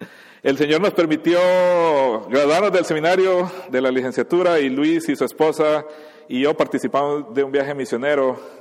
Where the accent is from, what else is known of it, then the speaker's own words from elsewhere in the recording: Honduras; also born or lived in Guatemala; soy mitad hondureño, mitad guatemalteco. Mi mamá era de Guatemala, entonces crecí con las dos ciudadanías en los dos países, me identifico con las dos culturas, etcétera. Tuve el privilegio, la gran bendición de nacer en un hogar cristiano. Mi papá es pastor